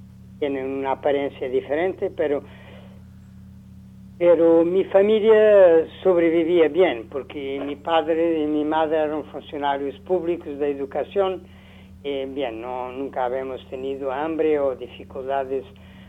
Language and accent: Spanish; Lisbon, Portugal; born there; Spanish is a second language; yo nací en Lisboa en mediados del siglo pasado, ¿no?